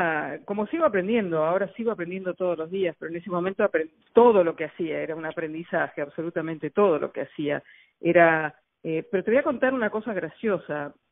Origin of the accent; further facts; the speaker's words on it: Argentina; ayudó en Argentina, de donde yo vengo, a pasar varias leyes de protección a la fauna y la flora nacional